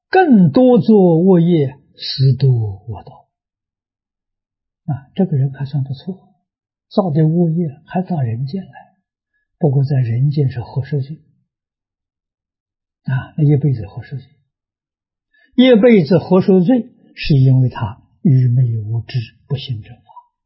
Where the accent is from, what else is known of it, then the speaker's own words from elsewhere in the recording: Tongcheng, Anhui, China; 小时候在农村，我们家乡这个农村是中国有名桐城派的发源地。